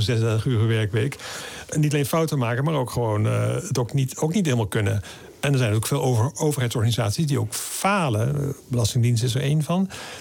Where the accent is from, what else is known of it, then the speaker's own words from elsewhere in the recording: Middelburg, Zeeland, Netherlands; also born or lived in Vlissingen; Ik ben geboren in Vlissingen, in Zeeland. Ik ging naar school in Middelburg. Dat was een christelijke school.